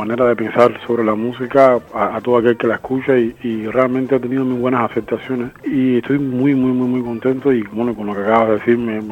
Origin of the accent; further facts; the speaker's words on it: Cuba; la gente piense que soy un cubano que está intentando hacer música africana, nada de eso, sino que está resaltando en este disco la presencia de mis raíces